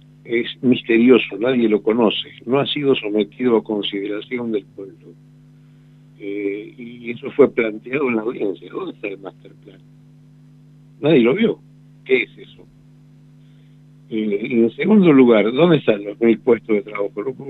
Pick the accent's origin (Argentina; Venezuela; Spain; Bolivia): Argentina; pues somos argentinos en definitiva